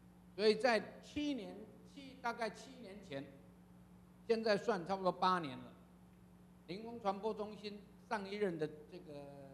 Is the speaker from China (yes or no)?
yes; China; 我要告诉各位，我们中国人真了不起哈